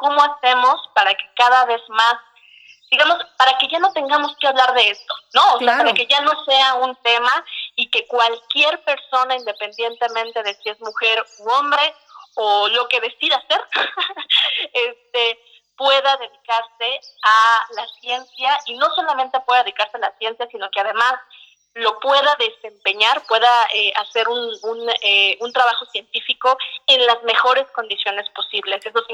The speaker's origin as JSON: {"language": "Spanish", "country": "Mexico", "said": "yo soy la típica mexicana que no puede desayunar ligero."}